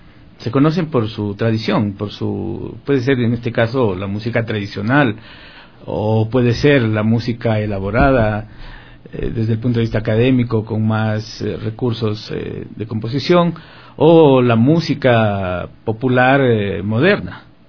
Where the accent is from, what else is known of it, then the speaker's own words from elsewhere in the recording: Guayaquil, Guayas, Ecuador; born there; Yo soy un guayaco lojano. Yo nací en Guayaquil y mi familia toda es de Loja. Nací y crecí en un contexto musical.